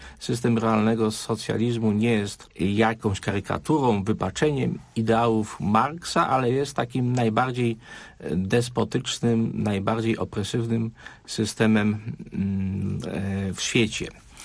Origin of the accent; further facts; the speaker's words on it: Kalisz, Greater Poland Voivodeship, Poland; pochodzę z Kalisza i w okresie rewolucji Solidarności byłem uczniem szkoły średniej, konkretnie liceum ekonomicznego.